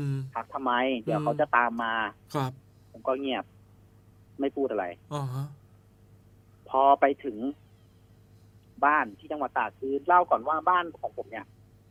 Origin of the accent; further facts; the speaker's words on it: Nonthaburi, Thailand; ผมต้องย้อนกลับไปตอนที่ผมเป็นเด็กครับพี่อายุประมาณสัก11 12เนี่ยแหละก็คือผมบ้านอยู่นนทบุรีใช่ไหมครับ